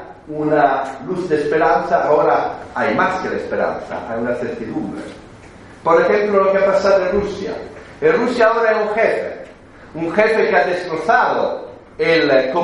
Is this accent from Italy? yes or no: yes; Rome, Lazio, Italy; Esto no lo digo porque soy de Roma